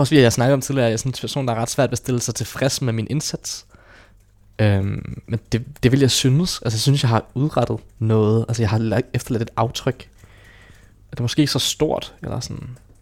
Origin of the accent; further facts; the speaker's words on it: Hvidovre, Capital Region of Denmark, Denmark; Jeg voksede op i det hvide Hvidovre og levede et trygt liv med en sorgfri barndom